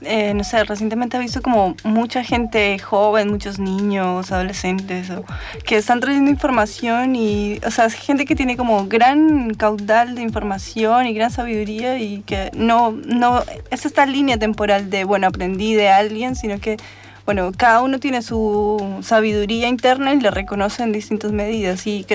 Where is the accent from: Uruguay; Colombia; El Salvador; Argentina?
Colombia; born there; Me siento latinoamericana, nací en Colombia.